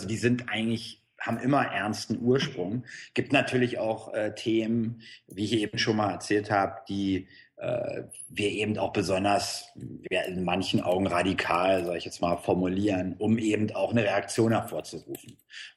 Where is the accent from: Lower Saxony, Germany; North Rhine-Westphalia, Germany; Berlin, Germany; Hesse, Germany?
Berlin, Germany; Ich komme aus Berlin. Da ging halt viel los in den 90ern.